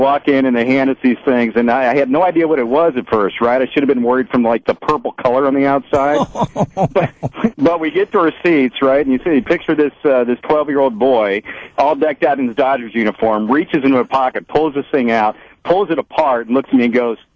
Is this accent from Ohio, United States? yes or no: yes; Cincinnati, Ohio, United States; I mean, I grew up in Cincinnati during the 70s, the Big Red Machine